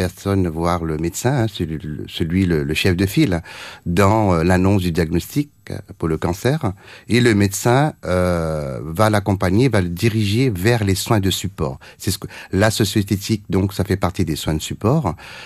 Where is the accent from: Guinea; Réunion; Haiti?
Réunion; moved away; en tant que réunionnais, donc revenir dans mon île natale au bout de 30 ans